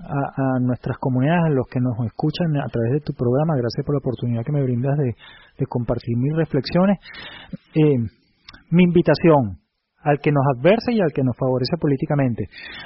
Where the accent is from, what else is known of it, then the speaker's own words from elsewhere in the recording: Caracas, Capital District, Venezuela; en este caso específicamente de Caracas, porque somos caraqueños.